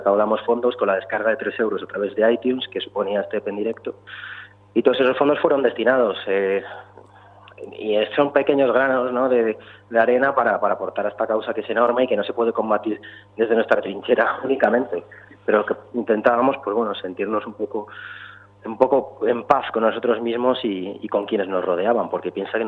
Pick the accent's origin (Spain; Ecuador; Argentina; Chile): Spain; Cantabria; desde Barcelona, desde Cantabria, mi tierra